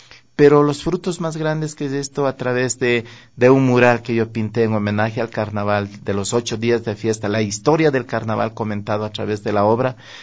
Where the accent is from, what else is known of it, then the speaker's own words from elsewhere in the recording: Guamote, Chimborazo, Ecuador; recuerdo yo los carnavales de mi tierra, los carnavales de Guamote, ese colorido, los danzantes